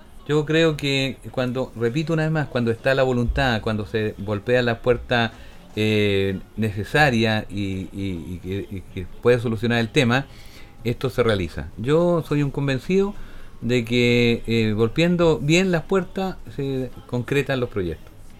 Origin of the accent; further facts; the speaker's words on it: Chile; Porque lo dije antes, somos todos chilenos.